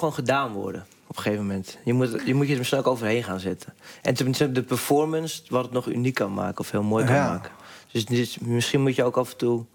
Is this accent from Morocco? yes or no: no; North Holland, Netherlands; En ik kom uit West-Friesland. En ik vind dat geen mooie taal.